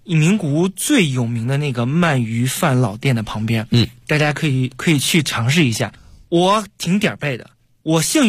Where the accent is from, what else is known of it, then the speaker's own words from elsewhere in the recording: China; 而且真的就是差一点代表我们中国人获得了他那个组别的就是冠军